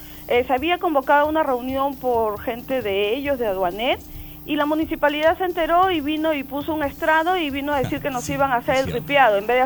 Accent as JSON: {"language": "Spanish", "region": "Callao", "country": "Peru", "said": "nosotros también tenemos familia en el Callao, nosotros somos chalacos y tenemos un problema."}